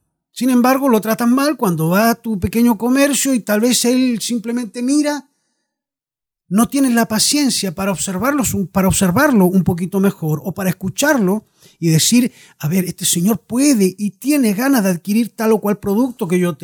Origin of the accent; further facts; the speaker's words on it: La Unión, Los Lagos, Chile; born there; accent: Chilean; moved away as an adult; A pesar del acento, chileno. Me he ido muy joven desde acá, de esta región. Soy nacido específicamente en La Unión